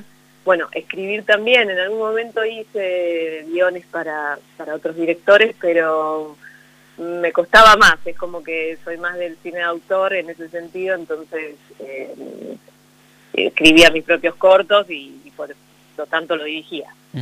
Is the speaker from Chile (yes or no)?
no; Argentina; moved away as an adult; now in Buenos Aires, Argentina; fue a mi pueblo. Yo justo me había venido ya a Buenos Aires a estudiar Derecho